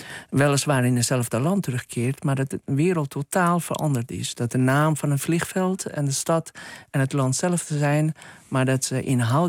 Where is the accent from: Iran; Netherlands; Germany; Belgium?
Iran; Karaj, Alborz; Hij was de officier van justitie van de stad, Karaj, waar ik ben geboren en getogen.